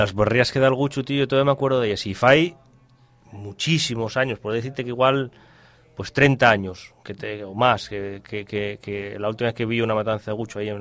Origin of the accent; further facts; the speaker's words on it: Pola de Lena, Asturias, Spain; ya sabéis que yo soy de Polalena y hablo así unas